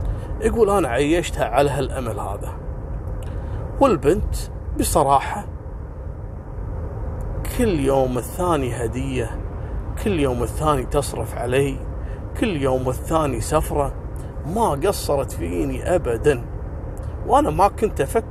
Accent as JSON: {"language": "Arabic", "country": "Kuwait", "said": "عائلات كثيرة مشهورة عندنا في الكويت"}